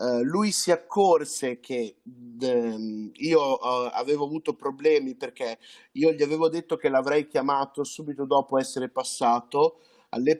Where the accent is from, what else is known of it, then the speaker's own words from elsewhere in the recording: Cesena, Emilia-Romagna, Italy; sono quasi totalmente italiano perché sono nato in Italia, qui a Cesena, in Romagna. E sono vissuto in Italia, sono sempre vissuto in Italia.